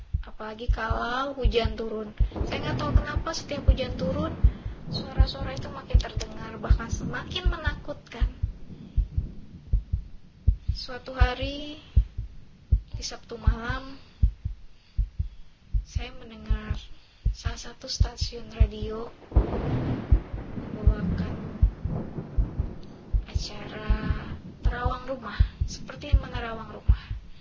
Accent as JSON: {"language": "Indonesian", "town": "Balikpapan", "region": "East Kalimantan", "country": "Indonesia", "tie": "born there", "said": "Saya lahir di Balikpapan, Kalimantan Timur. Dan saya asli keturunan Jawa."}